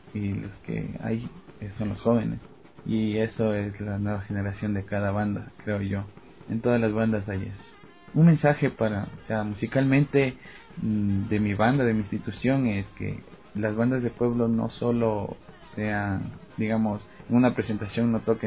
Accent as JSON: {"language": "Spanish", "town": "Puembo", "region": "Pichincha", "country": "Ecuador", "said": "de Puembo"}